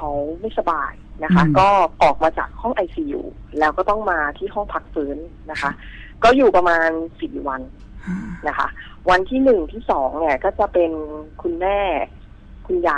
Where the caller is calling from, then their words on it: Bangkok, Thailand; โทรมาจากแถวเตาปูนค่ะ